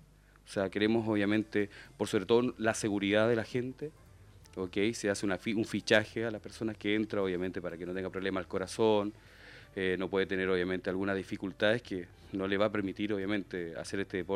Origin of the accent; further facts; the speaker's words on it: Chile; porque yo soy chileno y pasa esto en mi país